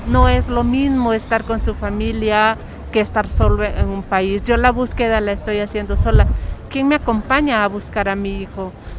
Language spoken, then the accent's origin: Spanish; Honduras; moved away as an adult; now in Mexico